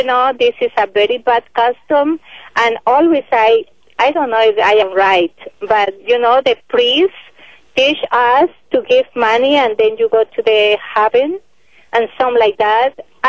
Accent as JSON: {"language": "English", "country": "Colombia", "second_language": "English", "moved": "as an adult", "lives_now": "United States", "said": "My English is not perfect. I am here for 4 years in the United States."}